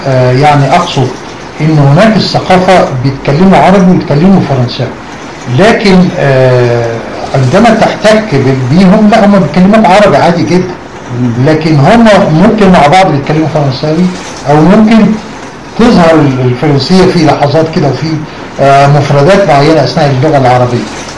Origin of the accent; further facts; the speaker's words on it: Egypt; كنا شعراء، أنا الوحيد من مصر